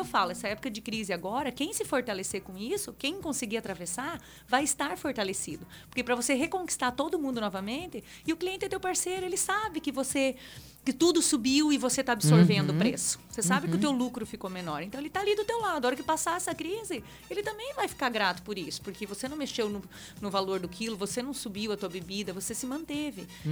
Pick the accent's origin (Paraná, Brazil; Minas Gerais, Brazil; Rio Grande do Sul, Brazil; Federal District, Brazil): Paraná, Brazil; Foz do Iguaçu; also born or lived in Mato Grosso; Sou daqui de Foz.